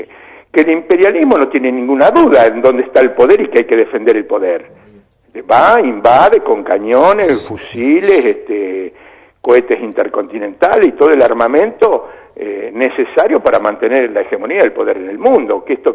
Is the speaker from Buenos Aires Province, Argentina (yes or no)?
yes; Chivilcoy, Buenos Aires Province, Argentina; Yo también soy medio de allá, porque yo soy de Chivilcoy, de la línea del oeste.